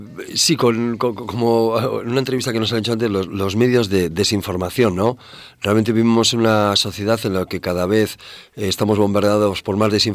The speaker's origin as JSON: {"language": "Spanish", "town": "Bilbao", "region": "Basque Country", "country": "Spain", "also_born_or_lived": "Madrid", "said": "vengo de Bilbao, pero vamos, yo he vivido en Madrid 12 años y es mi segunda ciudad, ¿eh? O sea que me siento muy en casa."}